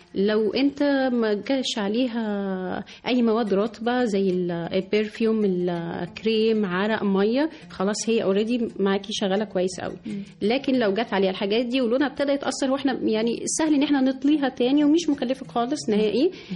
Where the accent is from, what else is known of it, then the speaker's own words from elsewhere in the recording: Egypt; هو احنا بيوتنا كلنا كمصريين هتلاقي عندنا النحاس موجود بشكل أساسي